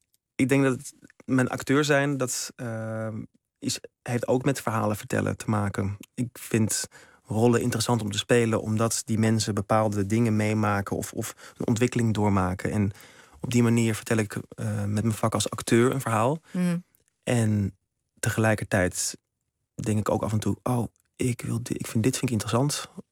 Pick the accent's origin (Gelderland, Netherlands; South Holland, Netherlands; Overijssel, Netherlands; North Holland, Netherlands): North Holland, Netherlands; Amsterdam; moved away as an adult; Ik ben van Amsterdam vertrokken naar Maastricht, naar de toneelacademie.